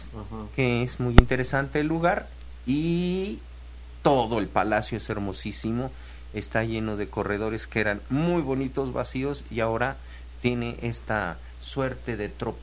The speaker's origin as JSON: {"language": "Spanish", "town": "Tlalnelhuayocan", "region": "Veracruz", "country": "Mexico", "said": "Yo como vengo de lejos, vengo desde Tlanehuayoca, ¿no? Aquí como a media hora."}